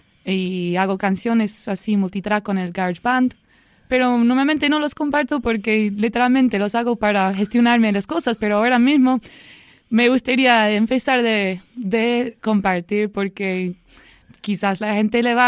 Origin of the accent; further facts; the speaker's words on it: Dublin, Leinster, Ireland; now in Barcelona, Spain; Y soy de Dublín, en Irlanda, pero vivo aquí hace 4 años y siempre fue era mi sueño vivir aquí.